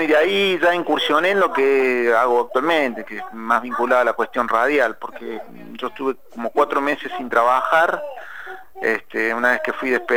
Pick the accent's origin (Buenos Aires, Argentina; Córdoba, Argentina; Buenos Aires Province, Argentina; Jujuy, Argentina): Córdoba, Argentina; Alta Gracia; como yo estudié en Córdoba, yo soy obviamente nacido en Altagracia, soy de Córdoba, estudié allí en la provincia de Córdoba, me recibí como periodista allí en Córdoba